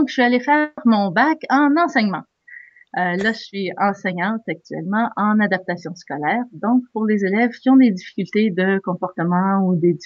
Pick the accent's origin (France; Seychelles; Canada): Canada; Montreal, Quebec; je suis candidate dans Robertval, au Lac-Saint-Jean, mais je viens de Montréal.